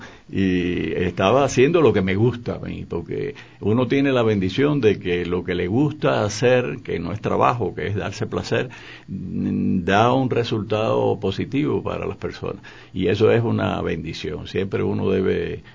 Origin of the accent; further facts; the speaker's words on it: Cuba; yo soy un ciudadano cubano, voy y vengo